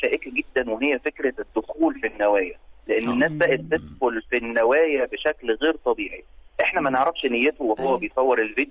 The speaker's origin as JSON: {"language": "Arabic", "country": "Egypt", "said": "وده كمان بيلقلنا الفكرة إنه إحنا كمصريين بنعتز جدا بالهوية بتاعتنا."}